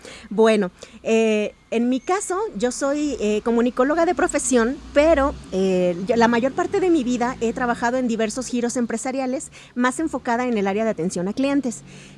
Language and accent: Spanish; Chihuahua, Mexico; now in Guadalajara, Mexico; Yo soy chihuahuense, con mucho orgullo, una tierra muy bonita, pero estoy tan enamorada de Guadalajara que yo ya soy tapatía por adopción hecha y derecha.